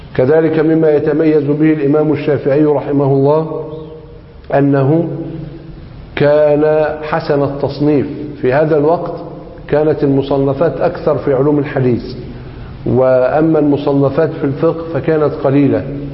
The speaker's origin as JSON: {"language": "Arabic", "country": "Egypt", "said": "لذلك هو مذهب غالب في بلدنا مصر"}